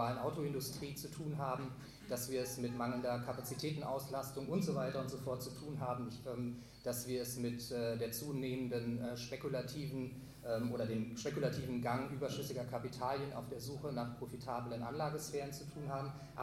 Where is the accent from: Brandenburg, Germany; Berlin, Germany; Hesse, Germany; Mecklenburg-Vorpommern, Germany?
Berlin, Germany; Ich komme aus Berlin